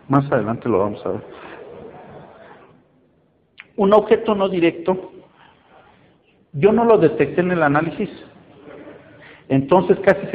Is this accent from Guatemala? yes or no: no; Mexico; yo era el único mexicano en ese proyecto